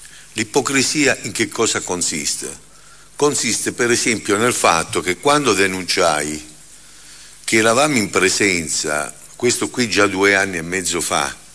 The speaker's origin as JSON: {"language": "Italian", "region": "Calabria", "country": "Italy", "said": "Io sono calabrese, come si sente dall'accento"}